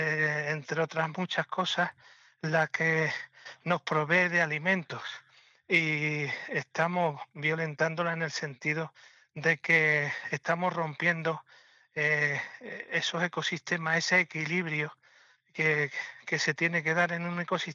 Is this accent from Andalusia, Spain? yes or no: yes; Cortegana, Andalusia, Spain; Estoy en la Sierra de Huelva. Soy un ganadero de la Sierra de Huelva, de Cortegana.